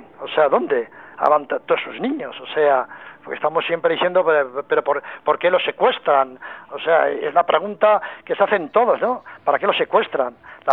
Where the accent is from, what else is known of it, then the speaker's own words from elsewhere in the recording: Pamplona, Navarre, Spain; yo soy de Pamplona